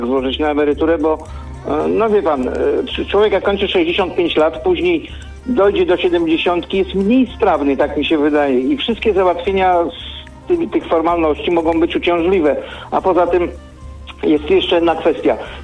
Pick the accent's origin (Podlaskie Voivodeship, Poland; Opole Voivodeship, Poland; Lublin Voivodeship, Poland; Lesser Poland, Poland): Lublin Voivodeship, Poland; Lublin; bo jestem z Lublina